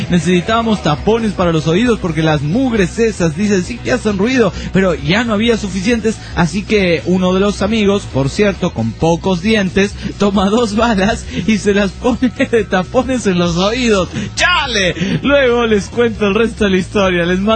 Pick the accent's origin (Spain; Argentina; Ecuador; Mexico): Argentina; Bahía Blanca, Buenos Aires Province; soy de Bahía Blanca